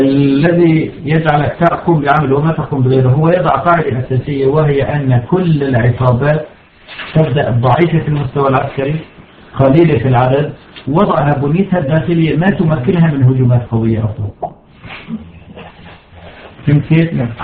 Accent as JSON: {"language": "Arabic", "country": "Syria", "said": "سرايا الدفاع عندنا في سوريا"}